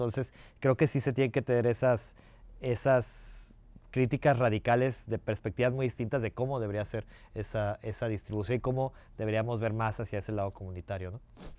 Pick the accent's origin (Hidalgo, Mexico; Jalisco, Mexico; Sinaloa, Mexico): Jalisco, Mexico; Guadalajara; born there; en el barrio donde yo nací, que es en el oriente de Guadalajara, que es una zona... pues sé que Guadalajara es una ciudad muy segregada, entonces no es una zona rica para nada.